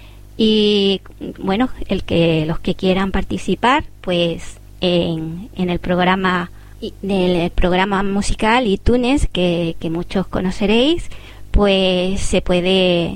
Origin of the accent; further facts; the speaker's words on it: Asturias, Spain; y como asturiano felicitamos pues al grupo y a todos sus paisanos